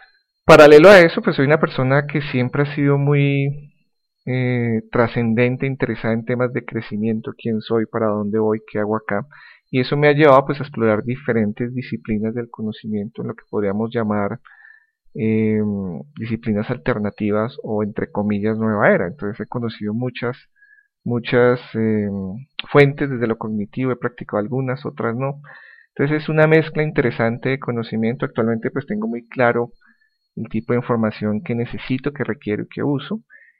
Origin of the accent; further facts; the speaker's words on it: Colombia; soy colombiano, actualmente resido en Bogotá, Colombia. Tengo 41 años, próximamente voy a cumplir 42